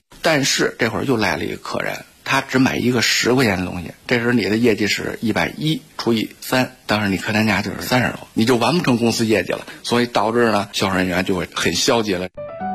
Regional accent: Beijing, China; 今年37岁，我是北京人

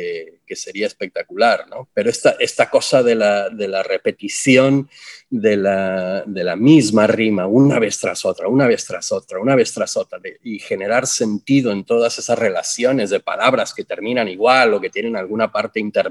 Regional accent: Ciudad Juárez, Chihuahua, Mexico; yo crecí en Ciudad Juárez, entonces yo tengo como la violencia muy interiorizada

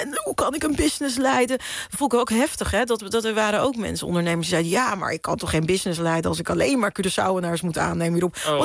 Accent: Netherlands; Terwijl ik kwam van Nederland. Ik ben niet eens op het eiland geboren.

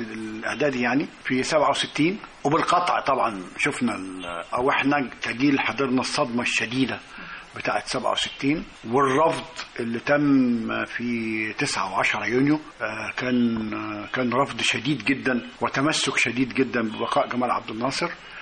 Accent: Suez, Suez Governorate, Egypt; السويس مش محتاجة تعريف، معرفة نفسها أكثر مما يكون. عايز أقول لك إحنا أطفال كنا بنلعب في دبابات، وكنا بنجري على عربيات عسكرية، وكان الأفارول والعساكر جزء من حياتنا اليومية.

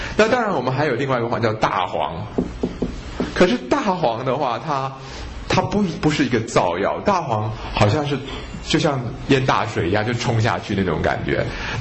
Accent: China; 因为我们中国人说五行是土生金，对不对？

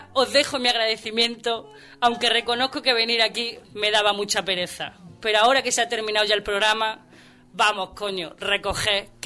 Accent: Jaén, Andalusia, Spain; los dos somos de Jaén y solo corremos para comprar tabaco

